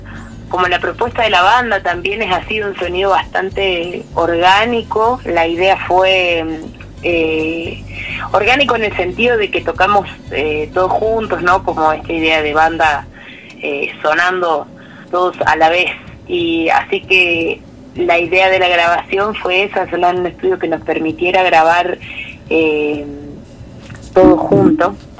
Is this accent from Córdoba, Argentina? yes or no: yes; Salsipuedes, Córdoba, Argentina; nosotros somos de Salsipuedes y de Sierras Chicas.